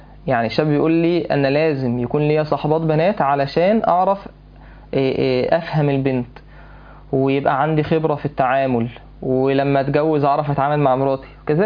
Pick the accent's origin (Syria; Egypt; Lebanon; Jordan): Egypt; يعني انا مش عارف هو الفصل بين الشباب والبنات ده موجود فين يعني عندنا في مصر